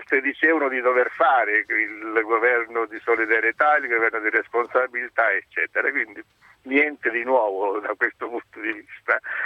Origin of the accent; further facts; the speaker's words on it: Reggio Calabria, Calabria, Italy; Io sono originario della Calabria, sì, di Reggio Calabria